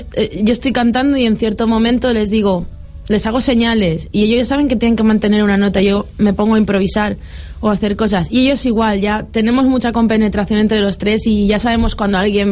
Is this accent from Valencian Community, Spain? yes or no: yes; Valencian Community, Spain; como buena valenciana y fallera.